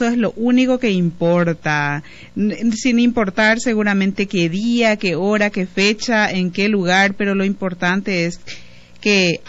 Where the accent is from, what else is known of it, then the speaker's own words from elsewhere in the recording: Paraguay; esos grandes sueños que tenemos también como colectividad paraguaya se vayan haciendo realidad